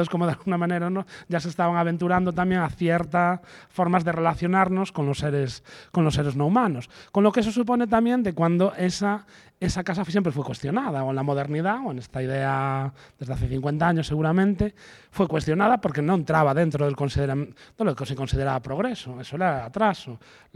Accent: Galicia, Spain; accent: Galician; yo vengo de otro contexto, vamos, por mi acento supongo que lo habréis detectado, que es de Galicia.

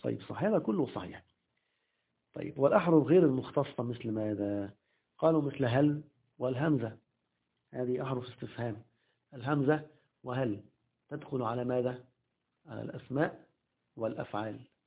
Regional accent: Egypt; في المدارس التعليمية الحكومية عندنا في مصر

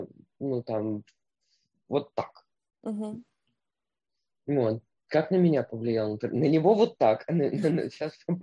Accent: Moscow, Russia; То, что я там родилась, выросла в Москве

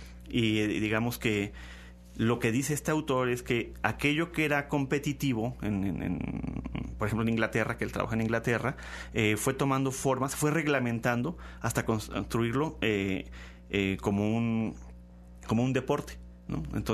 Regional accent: Mexico; otra vez pensamos como mexicanos

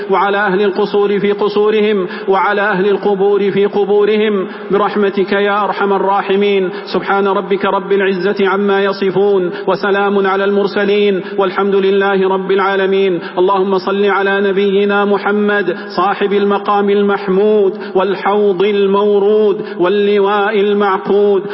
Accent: Saudi Arabia; اللهم احفظ بلادنا المملكة العربية السعودية

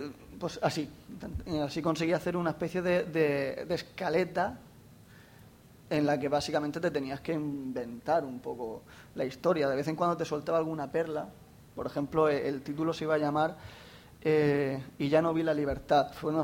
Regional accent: Jacarilla, Valencian Community, Spain; Me enteré que en mi pueblo, en Jacarilla, había un anciano que yo lo conocía de toda la vida.

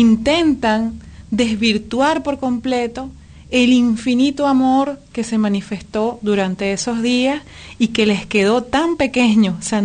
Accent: Venezuela; esto que nosotros denunciamos a cada instante como pueblo venezolano

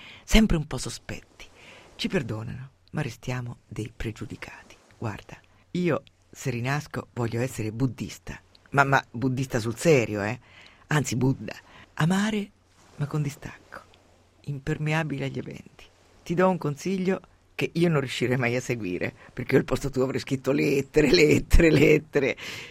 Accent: Umbria, Italy; born there; Io sono nata in Umbria e sono una donatrice molesta. Dove sono nata è il dono importante.

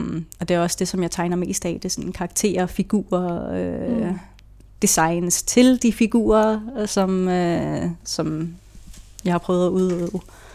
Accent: Gadstrup, Zealand, Denmark; jeg er født og opvokset i Gastrup, sådan lige i nærheden af Roskilde. Der har jeg stort set boet næsten hele mit liv. Jeg gik endda i folkeskole i den selv samme

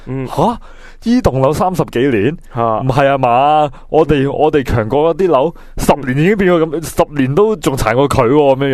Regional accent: Hong Kong; 大家都有个共识嘅、我系香港人

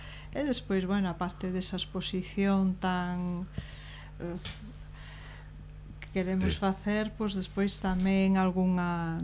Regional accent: Melide, Galicia, Spain; é lógico os que somos de Melide que iramos a Melide

